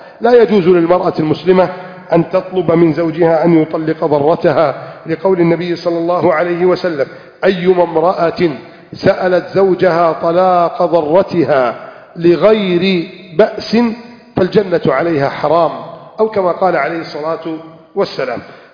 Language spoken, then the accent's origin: Arabic; Egypt; عندنا في مصر نقول هذا الكلام، عندكم تقولونه وأكيد بلهجة أخرى